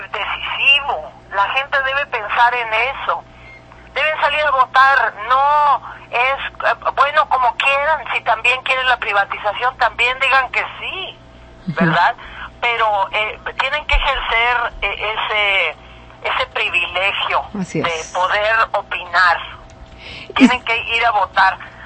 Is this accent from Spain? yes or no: no; Mexico; Y deja tú lo de artista por un lado, como mexicana